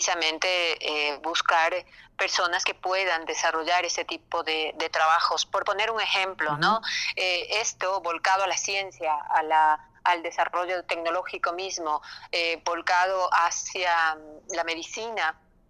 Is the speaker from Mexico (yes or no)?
no; Ecuador; las necesidades que tenemos nosotros como ecuatorianos